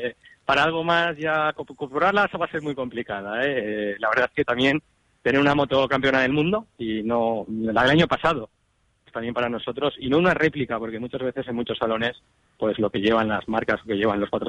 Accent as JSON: {"language": "Spanish", "region": "Valencian Community", "country": "Spain", "said": "que para nosotros como valencianos, pues ha sido mucho el esfuerzo"}